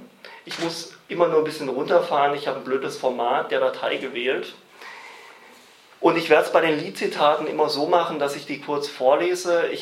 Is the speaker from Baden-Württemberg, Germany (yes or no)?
yes; Baden-Württemberg, Germany; ich komme eigentlich aus dem Main-Tauber-Kreis im Nordosten von Baden-Württemberg und mache dort seit rund 5 Jahren politische Arbeit